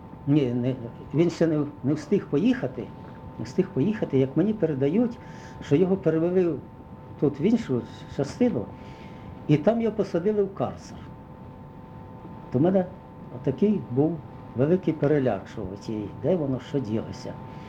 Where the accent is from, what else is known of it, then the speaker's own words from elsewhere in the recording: Zhytomyr Oblast, Ukraine; а я з Житомирщини.